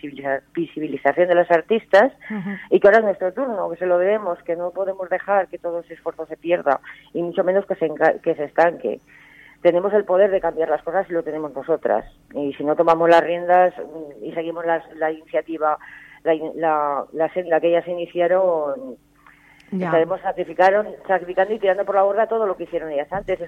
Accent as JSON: {"language": "Spanish", "town": "Zaragoza", "region": "Aragon", "country": "Spain", "tie": "born there", "said": "soy nacida en Zaragoza, y parte de mi familia está allí."}